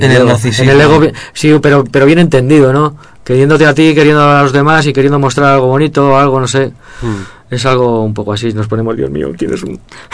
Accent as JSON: {"language": "Spanish", "town": "Madrid", "region": "Community of Madrid", "country": "Spain", "said": "como los madrileños somos tan"}